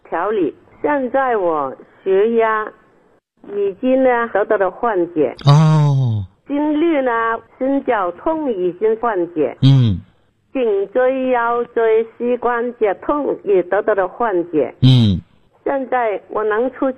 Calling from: Guangzhou, Guangdong, China; 我是广州的学员，新学员呐、啊。我今年是79岁了。

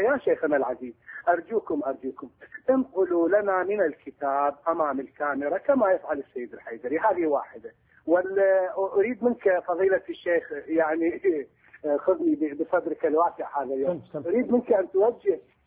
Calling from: Baghdad, Baghdad Governorate, Iraq; من بغداد.

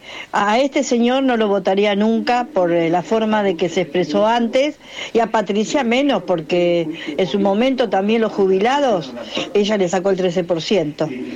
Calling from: Ituzaingó, Buenos Aires Province, Argentina; de Ituzaingó.

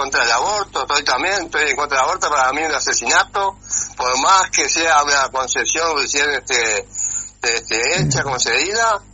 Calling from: Lavalleja, Uruguay; de La Valleja.

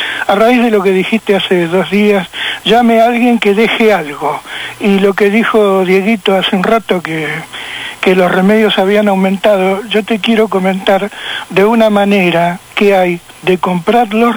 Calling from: Boedo, Buenos Aires, Argentina

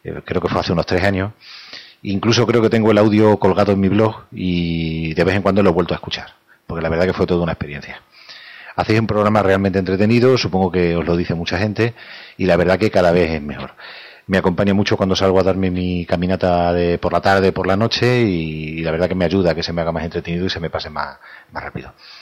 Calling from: Badajoz, Extremadura, Spain; de Badajoz.

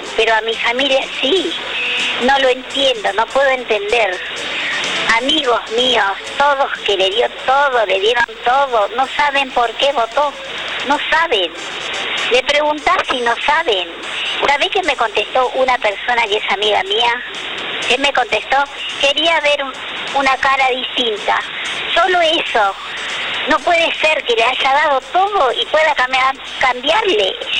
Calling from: Lanús, Buenos Aires Province, Argentina; de Lanús.

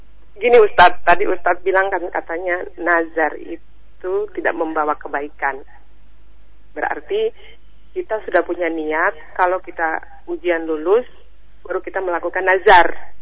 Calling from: Cileungsi, West Java, Indonesia; Saya dari Ibu … Cilengsi.

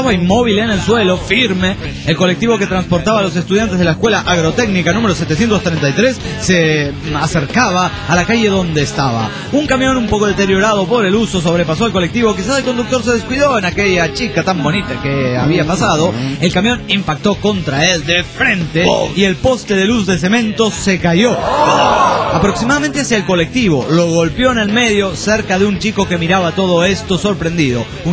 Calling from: Hermosillo, Sonora, Mexico; de Hermosillo, Sonora, México.

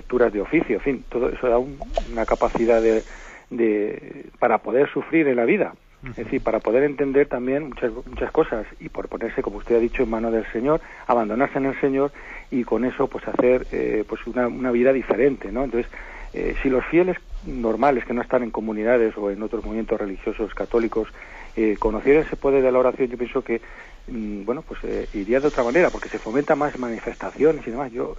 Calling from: Zaragoza, Aragon, Spain; de Zaragoza.

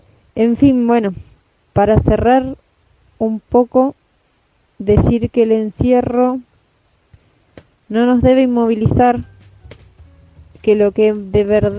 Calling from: La Plata, Buenos Aires Province, Argentina; Los Hornos, La Plata. Desde acá, junto con compas de Capital Federal y el oeste del conurbano bonaerense, estamos en solidaridad

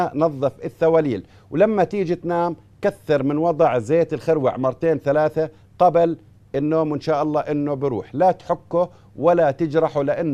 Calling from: Baghdad, Baghdad Governorate, Iraq; أنا من بغداد أشكو من حصوة في الكلية

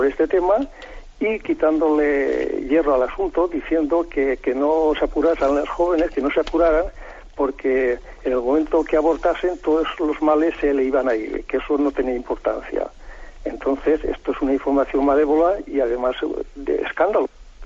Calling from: Castellón de la Plana, Valencian Community, Spain; de Castellón.

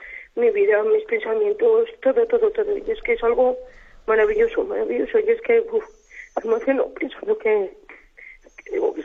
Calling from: Logroño, La Rioja, Spain; de Logroño.

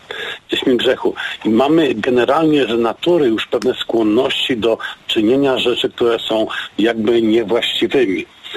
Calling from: Gliwice, Silesian Voivodeship, Poland; jestem z Gliwic.

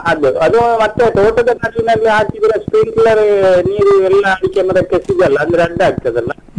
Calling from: Puttur, Karnataka, India; ಪುತ್ತೂರು, ದಕ್ಷಿಣ ಕನ್ನಡ ಜಿಲ್ಲೆ.

